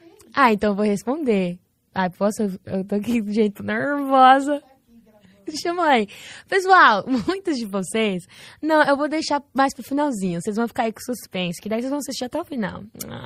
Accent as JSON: {"language": "Portuguese", "region": "New Jersey", "country": "United States", "tie": "born or raised there", "said": "Mas eu nasci nos Estados Unidos, meu irmão também. E como que fala? A gente tá aqui até hoje, no mesmo estado, New Jersey."}